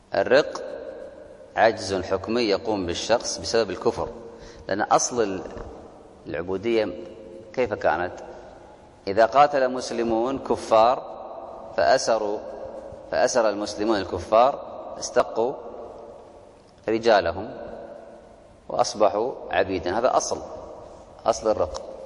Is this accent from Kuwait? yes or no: yes; Kuwait; عندنا في الكويت ولله الحمد مجانا